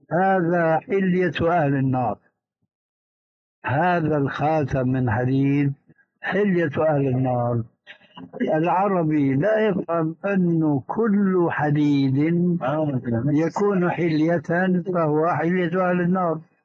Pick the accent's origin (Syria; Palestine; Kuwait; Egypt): Syria; فأنا قلت السيارة كما يقولون عندنا بالشام تجلى علي الباطل